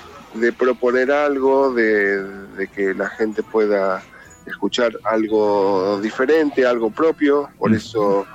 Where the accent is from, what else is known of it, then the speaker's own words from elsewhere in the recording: Buenos Aires, Argentina; yo soy de Buenos Aires, nací en el Hospital Italiano.